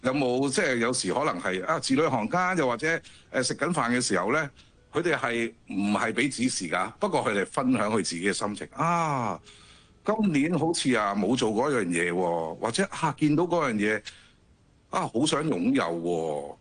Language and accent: Cantonese; Guangdong, China; 我哋廣東人係嘛，要飲湯噶嘛。